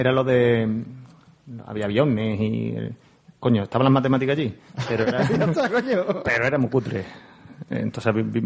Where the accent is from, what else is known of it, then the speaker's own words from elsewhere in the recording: Huelva, Andalusia, Spain; yo soy de Huerva y esta gente se mete conmigo. Que no es huervano, es onubense